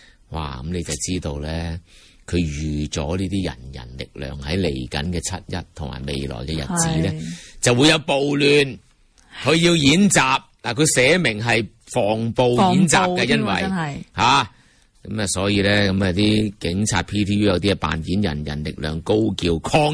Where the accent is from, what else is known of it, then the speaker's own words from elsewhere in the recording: Hong Kong; 我哋香港人自己，我就覺得咧，主流大部分超過九成嘅上街嘅香港人就相當理性